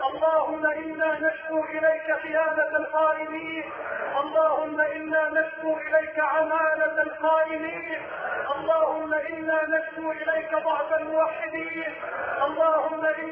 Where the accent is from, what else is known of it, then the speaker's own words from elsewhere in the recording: Egypt; اللهم اجعل بلدنا مصر راحة للامن والامان